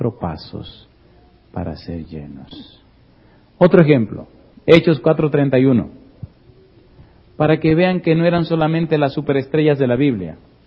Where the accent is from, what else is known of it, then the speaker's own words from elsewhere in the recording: Dominican Republic; En mi país hay una montaña, se llama el Pico Juan Pablo Duarte, que es la más alta del país.